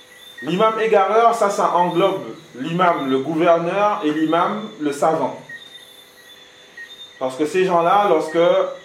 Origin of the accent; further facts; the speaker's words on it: France; mais ça chez nous, en France, oui.